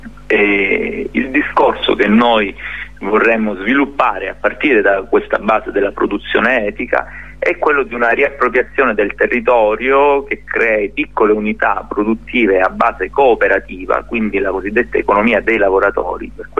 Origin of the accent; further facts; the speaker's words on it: Nicotera Marina, Calabria, Italy; il mio paesino che è Nicotera Marina c'ha 2000 abitanti